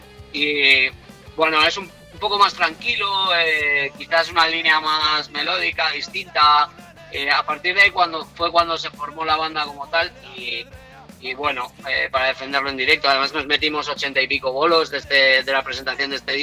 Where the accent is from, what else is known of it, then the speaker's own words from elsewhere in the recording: Teruel, Aragon, Spain; Teruel, ¿no? Y de entender la vaquilla, que es nuestra fiesta. Y a mí me parece, todo lo que sea hablar de mi tierra está de puta madre